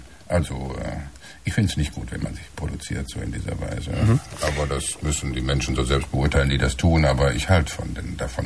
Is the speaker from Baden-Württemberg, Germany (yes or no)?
no; Bochum, North Rhine-Westphalia, Germany; born there; Ich bin aus der Ecke, ich bin ja in Bochum geboren und habe in Dortmund über Jahre gearbeitet.